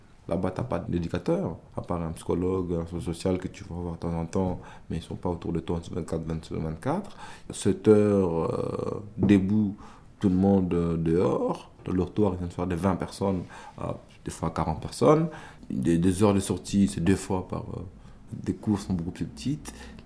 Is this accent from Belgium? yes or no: yes; Belgium; j'ai ma fille en Belgique, j'ai des amis en Belgique, j'arrive ici jeune, j'ai fait mes études primaires et secondaires, et donc le seul pays que je connais le mieux, c'est la Belgique, et pour moi, je suis belge.